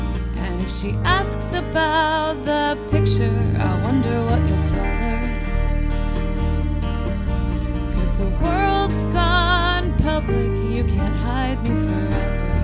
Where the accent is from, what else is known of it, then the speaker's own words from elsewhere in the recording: Tuscany, Italy; accent: Tuscan; Italian is a second language; E io parlo con un accento toscano.